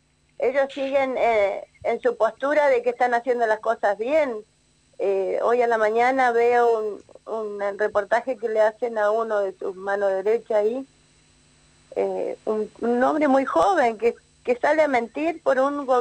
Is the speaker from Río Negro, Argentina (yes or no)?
yes; Bariloche, Río Negro, Argentina; Bueno, soy de Bariloche